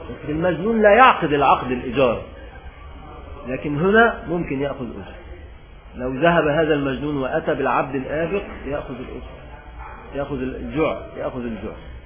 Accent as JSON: {"language": "Arabic", "country": "Egypt", "said": "عندنا في مصر بيسمع"}